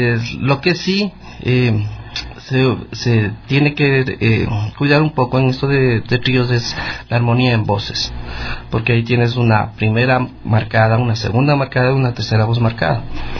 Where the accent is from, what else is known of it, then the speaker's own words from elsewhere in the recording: Quito, Pichincha, Ecuador; Bueno, yo soy de acá de Quito. Me inicié musicalmente más o menos a los 10 años